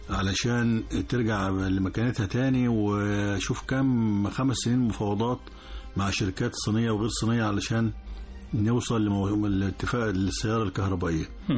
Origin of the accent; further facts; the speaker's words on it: Asyut, Asyut Governorate, Egypt; طبعا أنا يعني أنا بلدي أسيوط